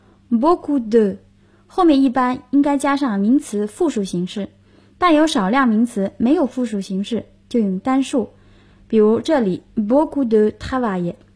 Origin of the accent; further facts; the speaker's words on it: China; 我们中国人说一日之计在于晨。